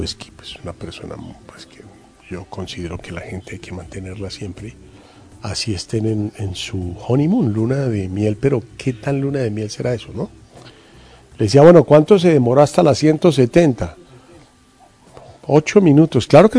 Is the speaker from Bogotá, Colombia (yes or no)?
yes; Bogotá, Colombia; que somos sus bogotanos